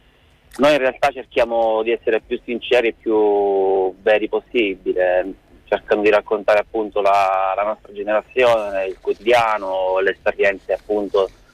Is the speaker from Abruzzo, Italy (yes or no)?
yes; Teramo, Abruzzo, Italy; Allora, io sono teramano.